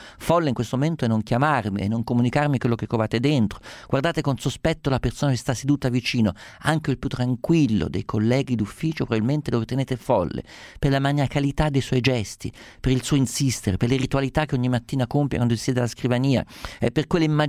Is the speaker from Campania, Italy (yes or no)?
no; Umbria, Italy; essendo umbro so esattamente quanto Gubbio sia una città felicemente colpita dallo stigma di questa follia